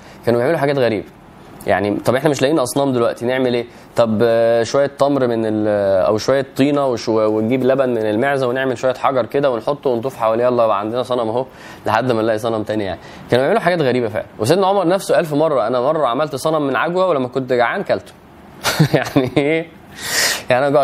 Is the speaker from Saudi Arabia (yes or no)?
no; Egypt; مش زي ما احنا دلوقتي البلد ومصر وانا مصري